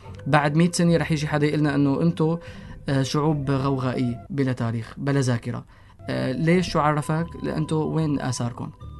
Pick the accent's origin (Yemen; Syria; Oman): Syria; إلنا كسوريين كعرب ككشافين كإنسان